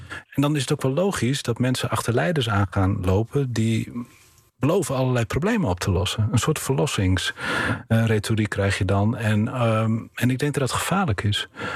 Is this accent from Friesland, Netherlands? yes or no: yes; Bolsward, Friesland, Netherlands; een ander voorbeeld van waar ik vandaan kom, Bolsward, was sinds 1455 een onafhankelijke gemeente.